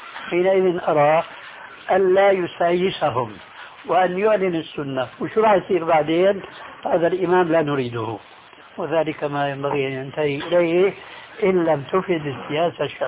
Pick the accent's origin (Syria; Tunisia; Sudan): Syria; وكما يقولون عندنا في سوريا